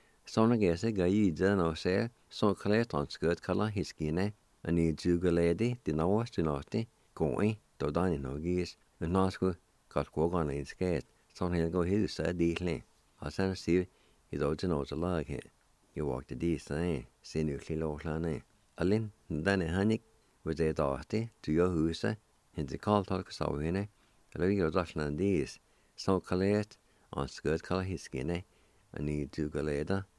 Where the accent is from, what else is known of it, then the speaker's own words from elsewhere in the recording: Jay, Oklahoma, United States; You all know I grew up around Jay and I went to Pine Baptist Church.